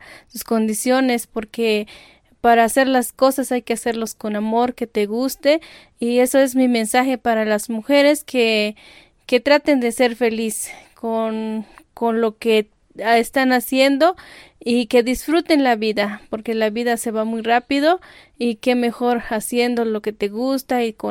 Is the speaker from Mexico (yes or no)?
yes; Las Margaritas, Chiapas, Mexico; soy del Ejido Veracruz, municipio de Las Margaritas, Chiapas